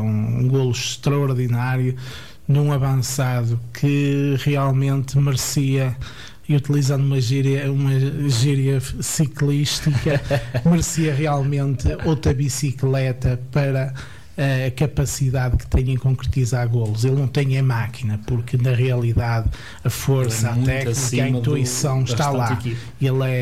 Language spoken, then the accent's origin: Portuguese; Portugal; Como português gostava que eles ganhassem ao